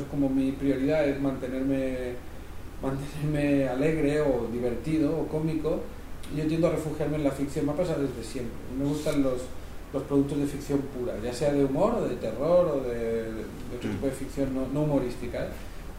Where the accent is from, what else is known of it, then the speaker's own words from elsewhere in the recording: Cardona, Catalonia, Spain; él vivía en las afueras del pueblo, y en mi pueblo, en Cardona, hay una fortaleza medieval muy grande.